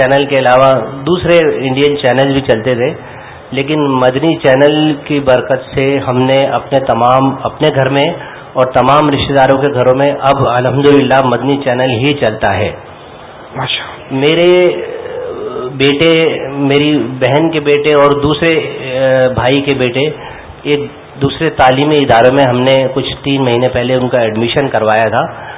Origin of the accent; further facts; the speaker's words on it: Karachi, Sindh, Pakistan; میرا تعلق باب المدینہ کے علاقے گلشن اقبال سے ہے.